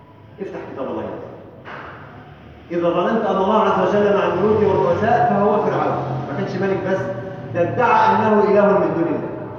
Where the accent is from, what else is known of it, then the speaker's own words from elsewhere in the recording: Egypt; اللهم اجعل بلدنا مصر امنا امانا سلما سلاما